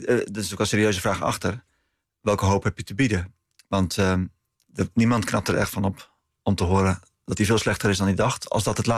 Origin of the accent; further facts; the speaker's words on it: Netherlands; Om echt onder ogen te zien dat wij als Nederlanders met dit land... niet aan de goede kant van de geschiedenis stonden.